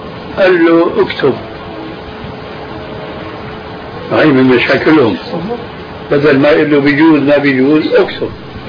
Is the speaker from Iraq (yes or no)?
no; Syria; كلنا نحن سوريين نعرف